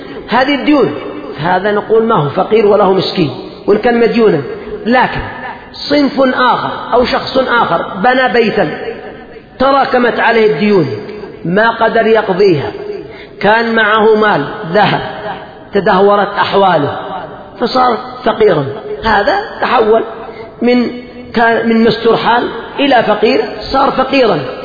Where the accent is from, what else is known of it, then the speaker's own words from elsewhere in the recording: Yemen; هذا الحاصل عندنا في اليمن